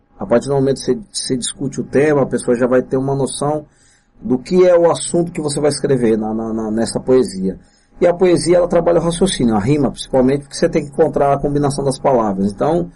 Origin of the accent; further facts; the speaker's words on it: São Bernardo do Campo, São Paulo, Brazil; eu sou de São Bernardo do Campo, sou batateiro, quem nasce em São Bernardo do Campo é considerado batateiro, quem nasce em Santo André, ceboleiro, eu sou batateiro